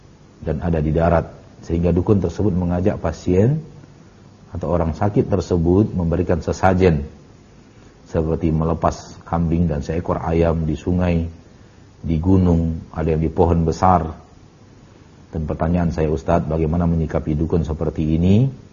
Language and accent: Indonesian; South Sulawesi, Indonesia; Saya hamba Allah dari Sulawesi Selatan, Bugis.